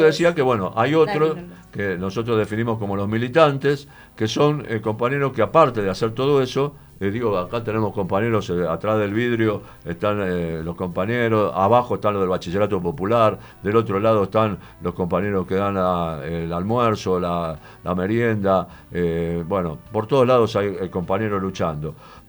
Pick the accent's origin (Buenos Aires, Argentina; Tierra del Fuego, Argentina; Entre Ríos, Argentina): Buenos Aires, Argentina; Me satisface muchísimo como porteño, yo soy porteño